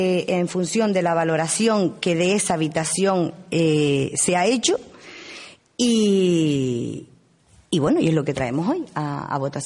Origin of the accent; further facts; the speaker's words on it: Uga, Canary Islands, Spain; porque yo en este caso soy del pueblo de Uga y me he criado entre camellos